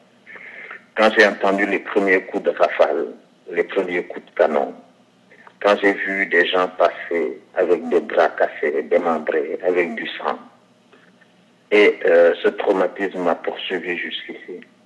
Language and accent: French; Ziguinchor, Senegal; born there; Je suis né à Ziguinchor, ma grand-mère est de Cabrousse, sa mère est de Cabrousse, donc ses grands-parents sont des Guémarins.